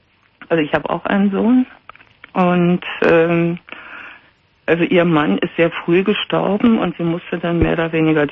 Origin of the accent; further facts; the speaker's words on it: East Germany, Germany; Also, ich habe eine 3 Jahre jüngere Schwester. Wir haben sehr viel zwangsläufig auch miteinander erlebt. Wir sind aus der DDR, wir haben uns auch geflohen zusammen mit Mutter und so weiter und so fort.